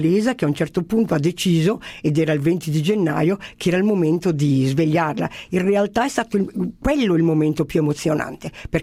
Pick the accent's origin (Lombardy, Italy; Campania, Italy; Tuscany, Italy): Lombardy, Italy; Perché io mi identifico con molte delle caratteristiche, direi delle doti che hanno i bergamaschi.